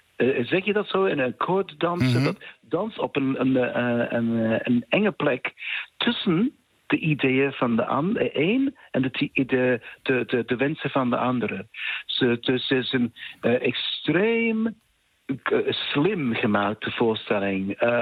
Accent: United Kingdom; Ik ben Brits, Europees.

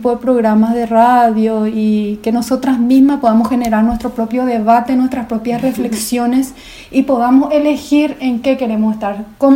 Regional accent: Berriozar, Navarre, Spain; Amo Berriozar, mi vida, mi pueblo del corazón.

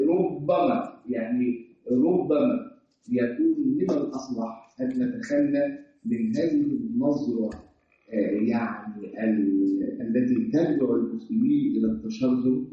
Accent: Egypt; ها ينفع انا اخبر كمصري واقول

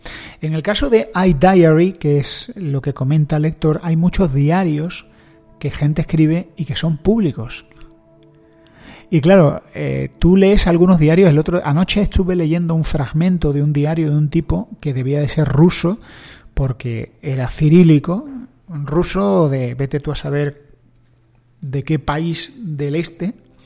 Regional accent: Spain; yo soy un español

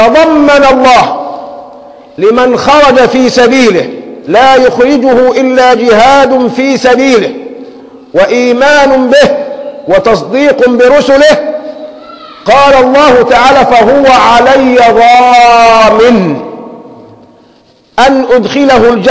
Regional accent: Egypt; كان سلاحنا كمصريين أقل من سلاح عدونا

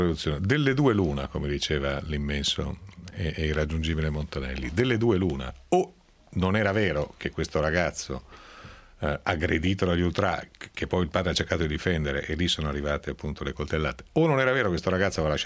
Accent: Bergamo, Lombardy, Italy; born there; Sono nato a Bergamo, sono tifoso dell'Atalanta, vivendo fuori provincia

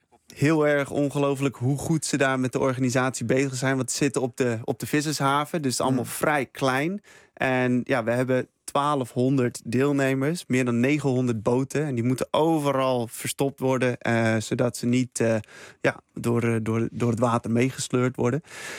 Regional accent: Texel, North Holland, Netherlands; now in Canada; Ja, opgegroeid op Texel. Lekker aan het windsurfen.

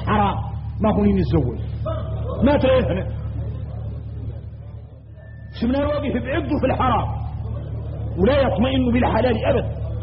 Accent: Mauritania; انا موريتاني

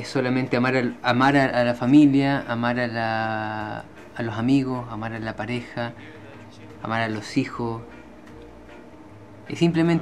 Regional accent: Guayaquil, Guayas, Ecuador; Se trata de ir a Quito, por ejemplo, siendo yo guayaquileño.

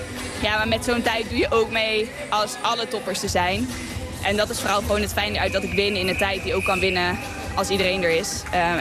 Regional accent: Eindhoven, North Brabant, Netherlands; In Eindhoven racen is altijd gewoon heel leuk. Het is mijn thuisstad natuurlijk.

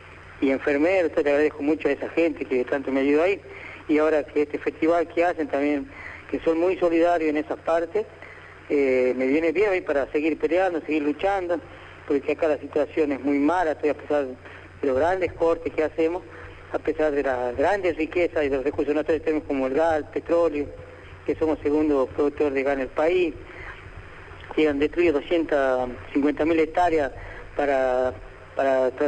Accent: General Mosconi, Salta, Argentina; estoy acá en General Mosconi, este es mi pueblo natal.

